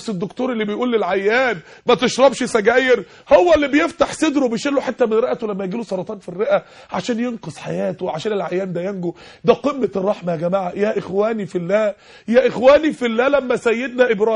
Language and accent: Arabic; Egypt; عندنا في مصر 16 مليون عانس ومطلقة